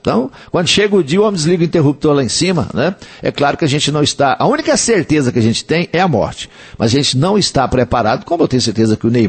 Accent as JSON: {"language": "Portuguese", "town": "Coromandel", "region": "Minas Gerais", "country": "Brazil", "tie": "born or raised there", "said": "tem uma oração de autoria de uma escritora lá da minha terra, lá de Coromandel"}